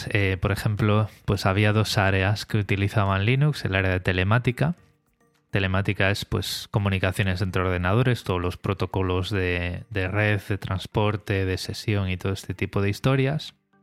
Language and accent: Spanish; Vigo, Galicia, Spain; yo soy de Vigo, tengo 40 años ya, 40, que he cumplido 40 años en cuarentena